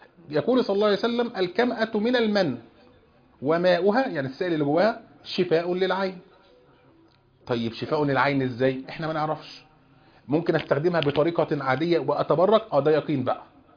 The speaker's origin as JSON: {"language": "Arabic", "country": "Egypt", "said": "عندنا في مصر وفي كثير من البلاد"}